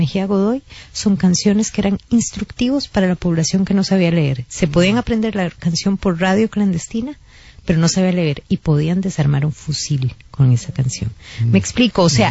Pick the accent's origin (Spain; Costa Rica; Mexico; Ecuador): Costa Rica; yo quisiera decir que para nosotros como costarricenses es un gran orgullo